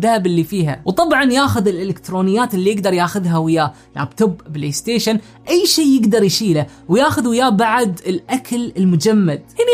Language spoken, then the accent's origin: Arabic; Oman; خلونا الحين نجرب نشتري، بما أني من عمان راح أحط عمان